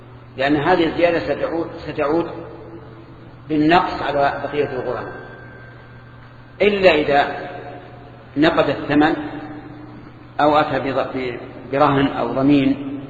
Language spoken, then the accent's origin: Arabic; Egypt; هذه موجودة عندنا في مصر